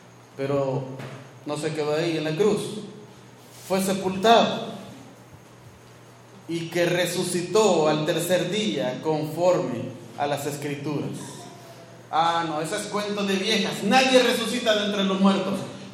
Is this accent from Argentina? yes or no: no; El Salvador; así como vicentinos, salvadoreños como ustedes y nosotros